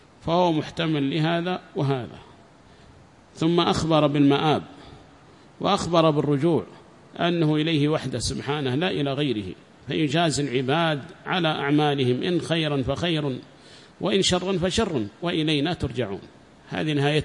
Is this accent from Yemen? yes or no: yes; Yemen; فمات عندنا في اليمن